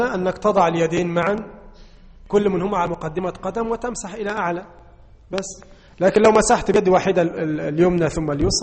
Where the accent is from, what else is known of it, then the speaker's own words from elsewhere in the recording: Egypt; اللحوم المستوردة عندنا في مصر